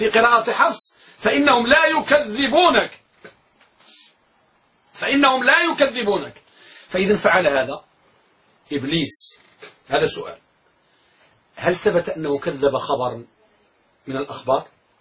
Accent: Morocco; عندنا بالمغرب

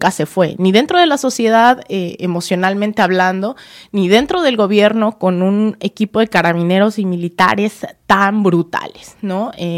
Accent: Mexico; como mexicana, todo el tiempo también trato de apuntar hacia a dónde podemos ir como sociedad mexicana

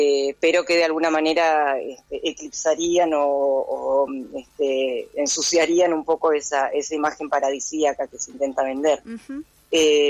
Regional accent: El Bolsón, Río Negro, Argentina; yo soy de acá, del Bolsón. Yo soy socióloga, estudié allá en Buenos Aires, pero nací acá en el Bolsón, me crié acá en el Bolsón

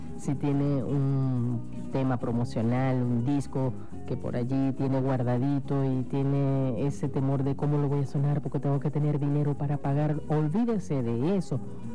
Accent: Barcelona, Anzoátegui, Venezuela; ubicado en Barcelona, estado Anzoátegui, mi terruño natal, donde están la mayoría de mis familiares y querencia.

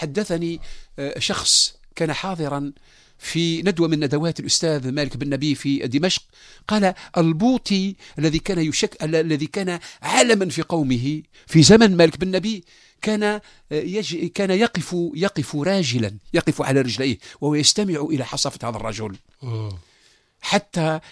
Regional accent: Algeria; كلنا كجزائريين أن نستمع إلى بعضنا البعض

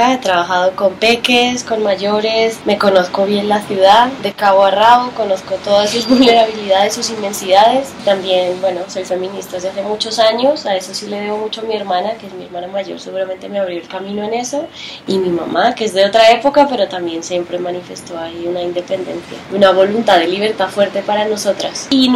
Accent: Spain; Soy española, para los que tengan dudas cuando me escuchen hablar.

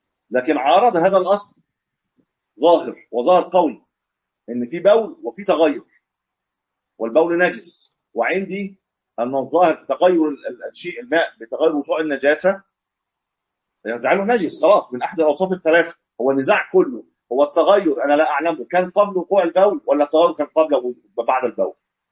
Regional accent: Egypt; ما ادري عندنا في مصر الاثنين بياخذوا الحكم خمس سنوات

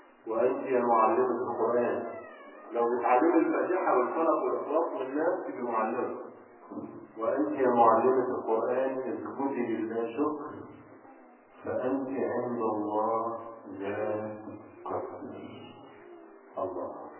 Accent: Egypt; حتى عندنا في مصر كليات رياض الأطفال خاصة بالطالبات فقط

